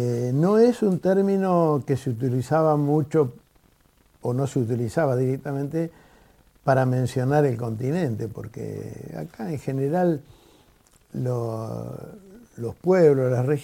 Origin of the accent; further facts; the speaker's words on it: Argentina; la historia nuestra de los argentinos, de los que nacimos aquí